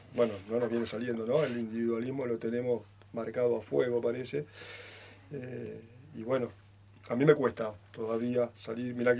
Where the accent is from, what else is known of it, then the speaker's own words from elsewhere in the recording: Santa Fe, Argentina; el barrio donde yo me crié, en Santa Fe. Era barrio como acá, así, Santa Fe capital, y era un pueblo grande.